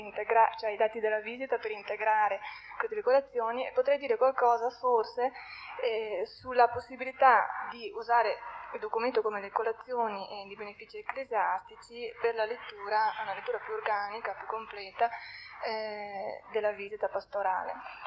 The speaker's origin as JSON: {"language": "Italian", "town": "Verona", "region": "Veneto", "country": "Italy", "said": "vengo da Verona."}